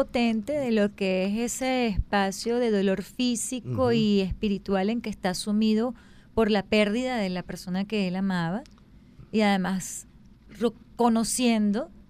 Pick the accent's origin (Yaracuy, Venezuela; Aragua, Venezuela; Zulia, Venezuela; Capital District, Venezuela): Aragua, Venezuela; Maracay; Bueno, como ustedes saben, yo crecí en Maracay